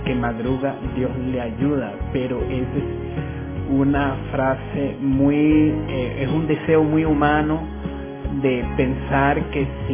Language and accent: Spanish; Venezuela; also born or lived in Ecuador; me vine a mi tierra, a mi país, y feliz de estar en Venezuela.